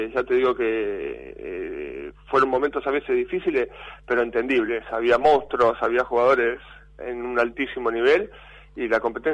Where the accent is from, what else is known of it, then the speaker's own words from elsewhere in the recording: Argentina; me siento orgulloso de todo lo que se pudo conseguir como jugador de básquet y como argentino.